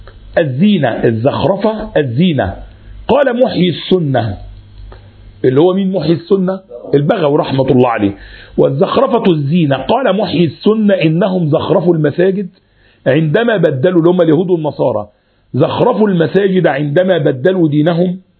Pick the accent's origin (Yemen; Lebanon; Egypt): Egypt; حتى لما تيجي الكلام ده موجود عندنا في مصر عن كثير من البلدان الأخرى